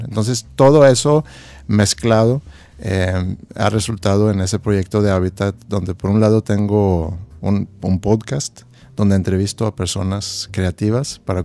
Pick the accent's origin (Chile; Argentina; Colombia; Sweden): Sweden; moved away as an adult; now in Monterrey, Mexico; Soy de Suecia. Nacido en Suecia y llegué aquí a los 25 años.